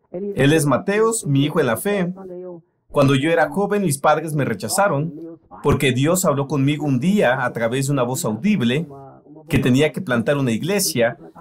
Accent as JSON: {"language": "Spanish", "country": "Austria", "tie": "born or raised there", "second_language": "Spanish", "said": "Soy austriaco, nací y crecí en Austria. Tengo casi 60 años de edad. Voy a ser 58 este año."}